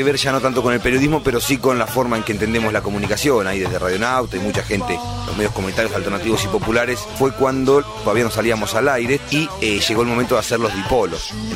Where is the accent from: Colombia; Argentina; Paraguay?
Argentina; Necochea, Buenos Aires Province; born there; now in La Plata, Argentina; Nací en Necochea hace poco más de 32 años, pero ya hace 13 que vivo acá en la ciudad de La Plata